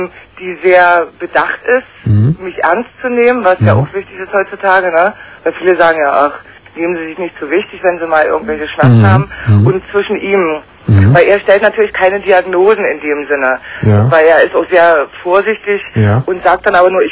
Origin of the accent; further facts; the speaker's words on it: Germany; Ich habe die Ärzte haben in der DDR, ich bin aus der DDR, ne?